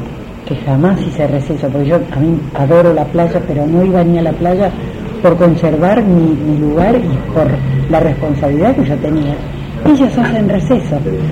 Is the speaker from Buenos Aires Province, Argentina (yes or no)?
yes; Mar del Plata, Buenos Aires Province, Argentina; yo vengo de Mar del Plata